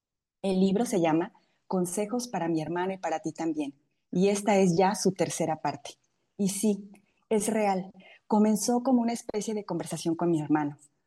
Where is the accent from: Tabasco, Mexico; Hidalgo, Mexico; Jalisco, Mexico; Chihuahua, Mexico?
Hidalgo, Mexico; now in Monterrey, Mexico; soy mexicana, originaria del estado de Hidalgo.